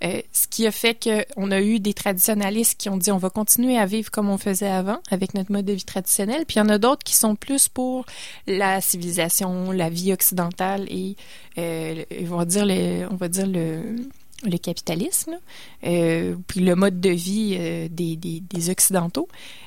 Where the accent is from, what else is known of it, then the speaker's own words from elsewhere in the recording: Canada; Et on est responsable de ça, en fait, en tant que Canadien.